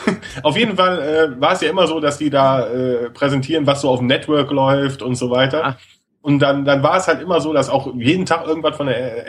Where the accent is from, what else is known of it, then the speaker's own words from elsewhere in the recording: Rhineland, Germany; Ich als Rheinländer habe da natürlich genau ähnliche Lebensbedingungen wie in Rio de Janeiro.